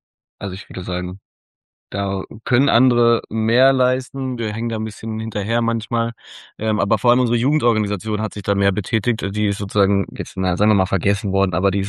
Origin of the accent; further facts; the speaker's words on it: Berlin, Germany; wie ich als Berliner stelle mir den Ruhrpott so vor